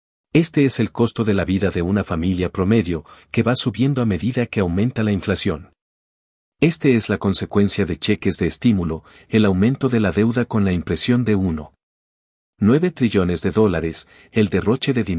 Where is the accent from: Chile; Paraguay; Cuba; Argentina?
Cuba; moved away; Como fue mi caso cuando salí de Cuba.